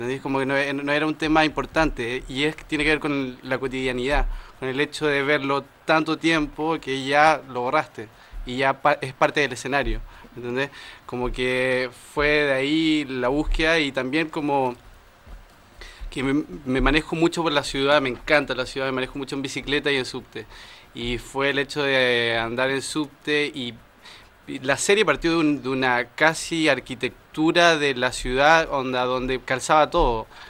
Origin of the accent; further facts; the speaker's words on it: Chile; moved away as an adult; now in Argentina; soy chileno, pero vivo hace 6 años acá.